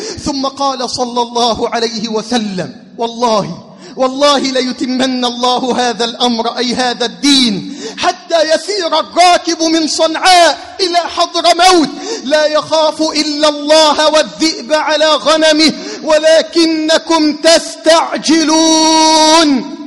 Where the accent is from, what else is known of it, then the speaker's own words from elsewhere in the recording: Egypt; بلدنا مصر